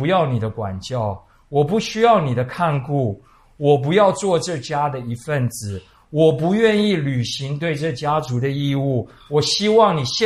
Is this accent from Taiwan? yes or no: yes; Taiwan; 我们台湾人可能看多了败家子败家女